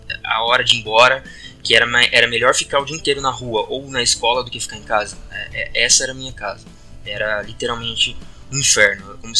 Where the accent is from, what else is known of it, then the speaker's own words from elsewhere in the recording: Guarujá, São Paulo, Brazil; also born or lived in Campinas; eu nasci em Campinas, morei um tempo aqui e depois, não me lembro porque também era criança, nós mudamos para o Guarujá, interior de São Paulo, ali no litoral.